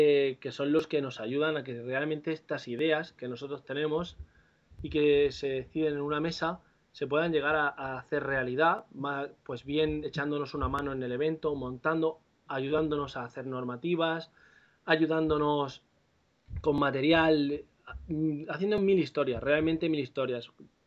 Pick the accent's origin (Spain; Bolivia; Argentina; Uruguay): Spain; Mula, Region of Murcia; cuando vivía en mi pueblo, en Mula, ¿no?, en un sitio donde no se hacía nada, por no haber, no hay ni avispas para que te piquen